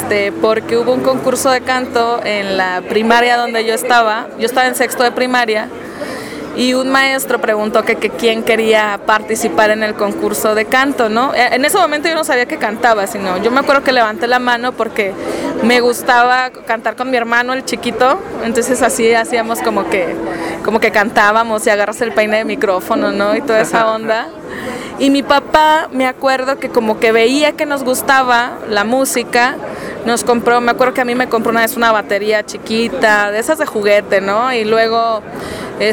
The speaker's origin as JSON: {"language": "Spanish", "town": "Francisco I. Madero", "region": "Coahuila", "country": "Mexico", "said": "yo soy de un pueblo, bueno, ya es ciudad ahorita, de una ciudad que está cerca de Torreón, Coahuila, que se llama Francisco y Madero. Entonces es una ciudad pequeña. Entonces ahí yo viví hasta los 17 años"}